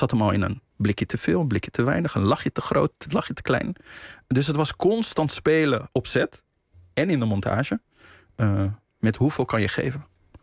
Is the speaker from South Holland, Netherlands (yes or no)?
yes; Rotterdam, South Holland, Netherlands; ik ben in Spangen opgegroeid, in Rotterdam. In de jaren 90 best wel een heftige wijk, een heftige buurt geweest. Het is nu gelukkig al wel flink opgeknapt.